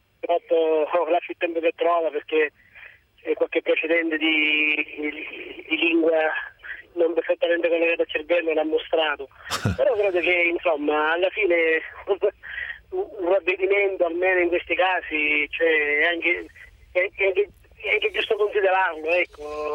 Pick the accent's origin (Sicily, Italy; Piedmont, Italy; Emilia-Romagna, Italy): Sicily, Italy; Catania; sono da Catania.